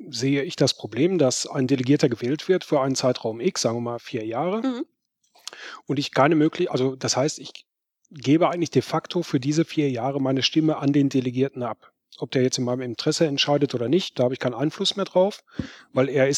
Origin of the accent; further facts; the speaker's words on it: North Rhine-Westphalia, Germany; ich komme aus Nordrhein-Westfalen, der Parteitag ist in Berlin.